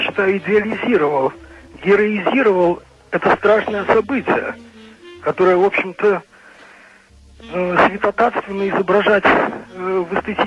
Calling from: Germany; Да, я звоню из Германии.

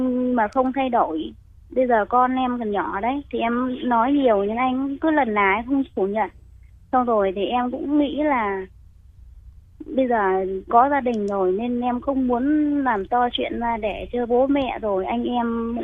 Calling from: Ho Chi Minh City, Vietnam; Dạ, em gọi từ đến từ thành phố Hồ Chí Minh ạ.

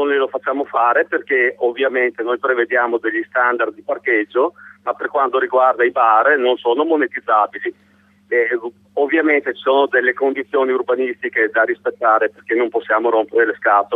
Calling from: Treviso, Veneto, Italy; Da Treviso.

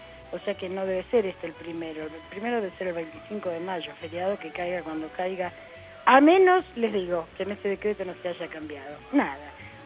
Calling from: Floresta, Buenos Aires, Argentina; de Floresta.

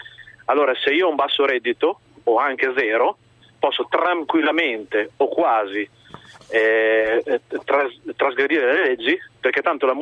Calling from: Bologna, Emilia-Romagna, Italy; Buongiorno, salve, siamo da Bologna.

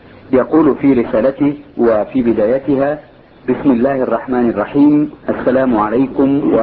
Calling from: Sudan; هنالك بعض الفقهاء عندنا في السودان نسمي الواحد منهم فقي

